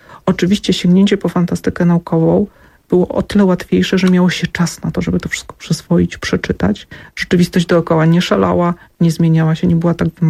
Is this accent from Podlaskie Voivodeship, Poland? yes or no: no; Zamość, Lublin Voivodeship, Poland; Ja pochodzę z Zamościa.